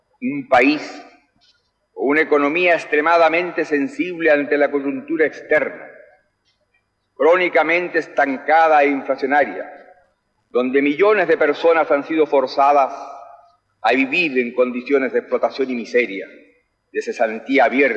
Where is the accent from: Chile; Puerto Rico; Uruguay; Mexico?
Chile; Vengo de Chile, un país pequeño, pero donde hoy cualquier ciudadano es libre de expresarse como mejor prefiera, de irrestricta tolerancia cultural, religiosa